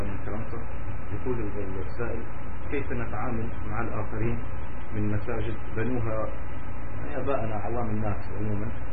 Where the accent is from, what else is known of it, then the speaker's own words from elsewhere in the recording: Tunisia; شيخ هناك حوت عندنا في تونس بما تسمى الشلبة